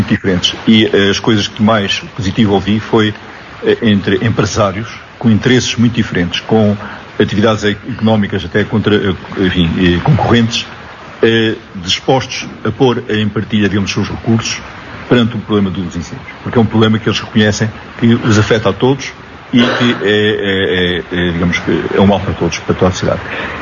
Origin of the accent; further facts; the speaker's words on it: Portugal; Porque um dos nossos problemas, como portugueses, é quando há qualquer coisa começamos a dizer mal.